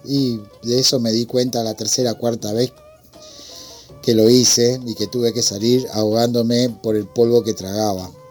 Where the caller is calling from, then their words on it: Remedios de Escalada, Buenos Aires Province, Argentina; de Remedio de Escalada.